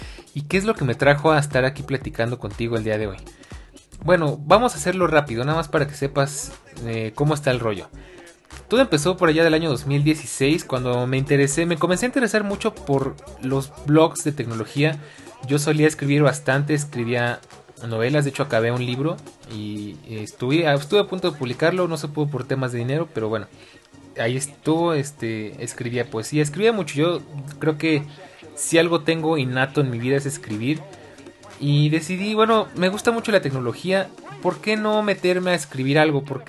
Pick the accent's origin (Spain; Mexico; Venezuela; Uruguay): Mexico; Mexico City; Soy oriundo de la Ciudad de México, oriundo qué palabra tan rara. Vivo en la Ciudad de México, más fácil.